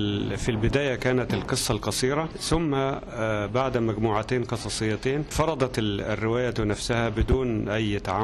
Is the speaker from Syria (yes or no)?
no; Egypt; عندنا في مصر سيرة أخرى من السير المهمة جدا